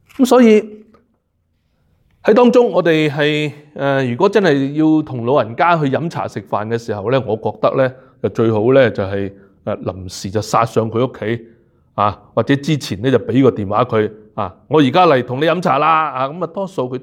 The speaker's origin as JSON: {"language": "Cantonese", "country": "Hong Kong", "lives_now": "Canada", "said": "我们由香港来的香港来到加拿大的，"}